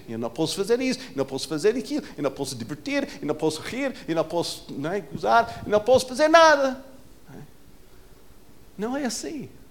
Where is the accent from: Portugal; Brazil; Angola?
Portugal; Muitas expectativas sobre nós, só porque somos portugueses. Porque nós vivemos aqui.